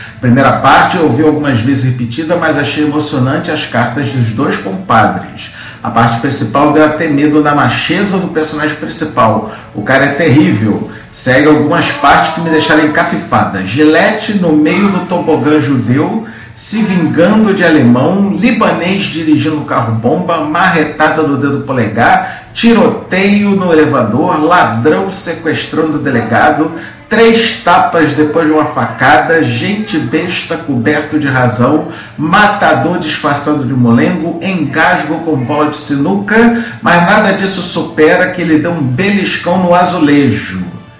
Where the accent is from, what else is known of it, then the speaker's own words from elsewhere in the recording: São Paulo, Brazil; born there; Minha família é cearense, eu nasci em São Paulo, meu pai e minha mãe migraram nos anos 90